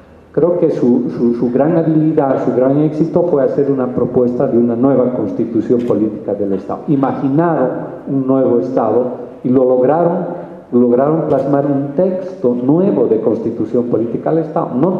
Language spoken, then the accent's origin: Spanish; Cochabamba, Bolivia; en el caso de Cochabamba, el departamento de donde vengo